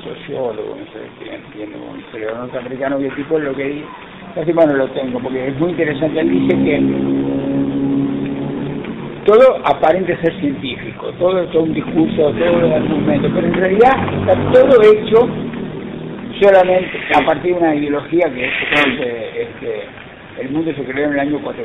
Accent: Montevideo, Uruguay; Yo me crié en Uruguay, en Montevideo.

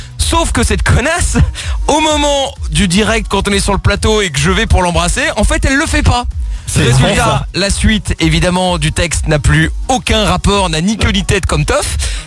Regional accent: Portugal; ce qui est bien, qui me rassure en tant que Portugais

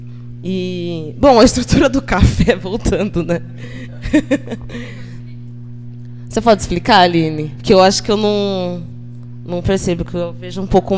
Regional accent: Jaú, São Paulo, Brazil; moved away as an adult; now in São Carlos, Brazil; Eu sou de Jaú, que fica uma hora e quinze daqui de São Carlos. É uma cidade bem menor, que tem mais ou menos uns 140 mil habitantes. Eu nasci e cresci lá. Fiquei até os 22

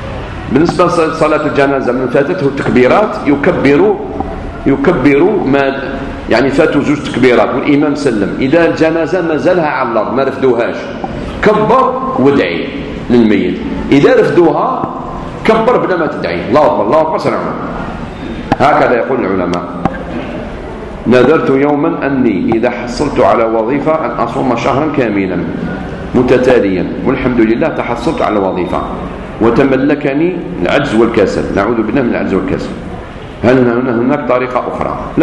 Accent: Algeria; خاصة بعد الاستقلال كان عندنا في الجزائر الدروس المسائية

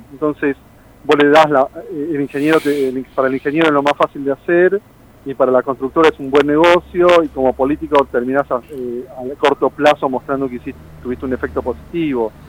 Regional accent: Argentina; La gente cree que tenemos una inercia como argentinos

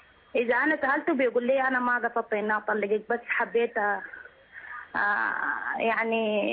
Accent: Sudan; now in Saudi Arabia; أصلا أنا من السودان.

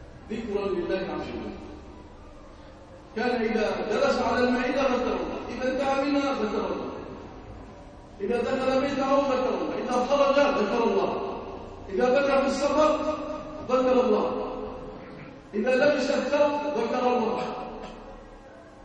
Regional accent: Egypt; ارزق بلادنا مصر الامن والامان

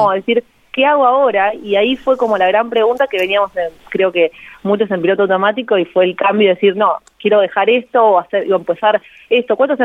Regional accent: Buenos Aires, Argentina; yo antes era contadora, soy de Buenos Aires, estudié contadora.

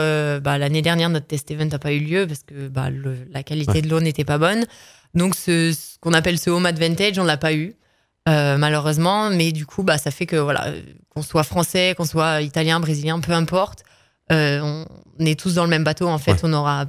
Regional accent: France; France, on a quand même, ça fait partie de notre culture de quand même mettre en avant le négatif

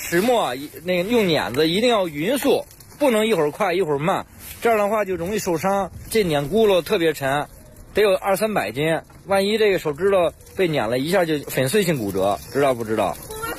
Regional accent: Miyun, Beijing, China; 因为我老家是密云的，回密云

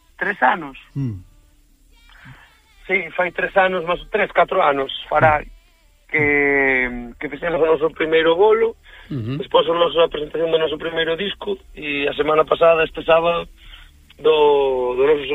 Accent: Galicia, Spain; en Lorient fomos seleccionados como representación galega para levar a nosa música ali

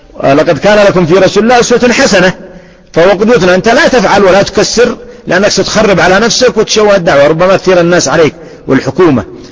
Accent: Sanaa, Yemen; عندنا في صنعاء

